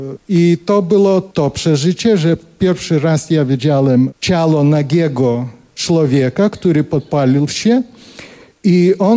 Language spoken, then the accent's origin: Polish; Kaunas, Kaunas County, Lithuania; also born or lived in Vilnius; Tak się stało, że ja urodziłem się w Wilnie, a wyrosłem w Kownie. W Kownie był niedaleko od teatru i my mieszkaliśmy.